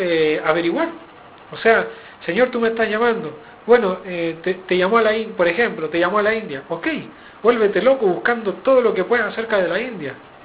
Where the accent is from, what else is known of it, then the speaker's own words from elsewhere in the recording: Chile; Sí, tengo que decir sipo, porque los chilenos decimos sipo. Y a pesar de que a veces se me sale el acento argentino, ¿viste?